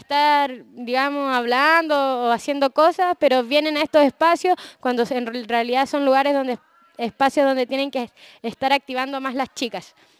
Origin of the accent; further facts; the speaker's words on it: Valparaíso, Chile; Santiago, Valparaíso, yo soy de Valparaíso